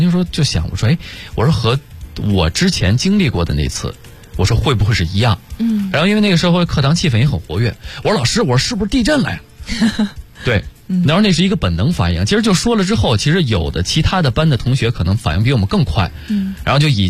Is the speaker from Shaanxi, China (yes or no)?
no; Hebei, China; 那个时候因为我就是河北人嘛，所以说就是离得很近，那个时候正在老家。